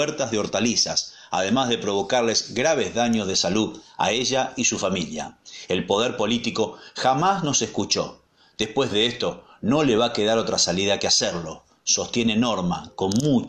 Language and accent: Spanish; Cañada de Gómez, Santa Fe, Argentina; Por último, Cañada de Gómez, mi ciudad natal, a 75 kilómetros al noroeste de Rosario.